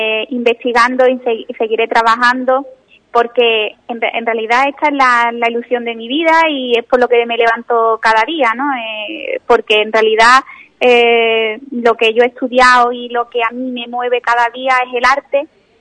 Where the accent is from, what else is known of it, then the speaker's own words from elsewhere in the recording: Ubrique, Andalusia, Spain; En mi pueblo, Ubrique, cada vez que he hecho una exposición